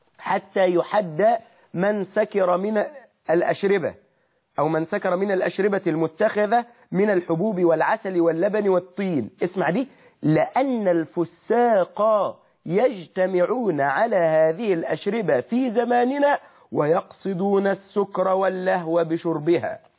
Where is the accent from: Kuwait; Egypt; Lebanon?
Egypt; accent: Egyptian; إن أنت بتقول ببلع بلهجتنا المصرية